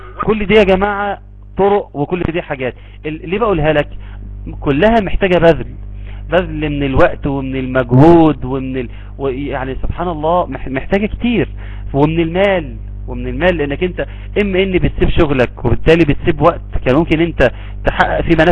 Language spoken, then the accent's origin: Arabic; Egypt; الشيخ ده عندنا في مصر